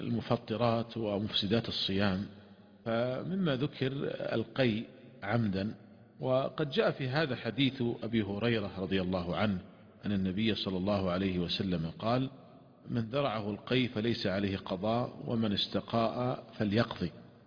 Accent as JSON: {"language": "Arabic", "country": "Saudi Arabia", "said": "مثلا عندنا في المملكة العربية السعودية قد يصل النهار قد يصل إلى 16 ساعة أو 17 ساعة"}